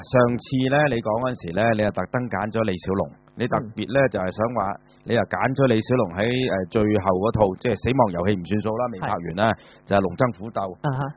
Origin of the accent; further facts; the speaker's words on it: China; 我哋中國人咧都會針對下盤